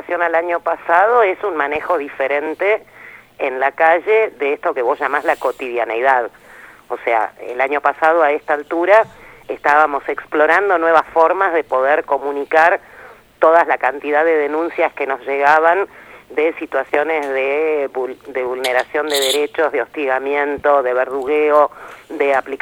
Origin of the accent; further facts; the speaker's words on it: Bahía Blanca, Buenos Aires Province, Argentina; born there; Bueno, ese es el problema, nací en Bahía Blanca.